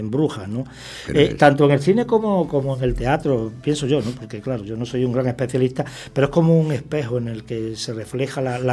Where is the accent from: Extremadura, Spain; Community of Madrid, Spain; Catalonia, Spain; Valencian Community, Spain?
Extremadura, Spain; Badajoz; Bueno, yo vivo en Badajoz capital, en mi ciudad natal, a 60 kilómetros.